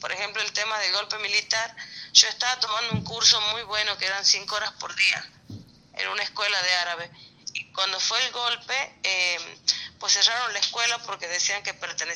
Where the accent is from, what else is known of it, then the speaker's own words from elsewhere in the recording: Tucumán, Argentina; moved away; also born or lived in Colombia; Y ya estoy fuera del país ya cumplí 21 años fuera del país.